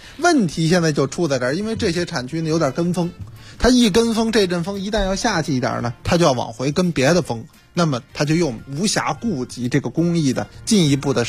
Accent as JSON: {"language": "Chinese", "region": "Beijing", "country": "China", "said": "咱们北京话说有点乏了"}